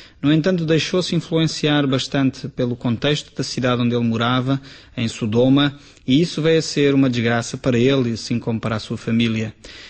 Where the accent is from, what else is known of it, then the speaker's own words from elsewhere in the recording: Portugal; É uma marca que eu creio que nós, como portugueses, deveríamos influenciar outros povos na Europa.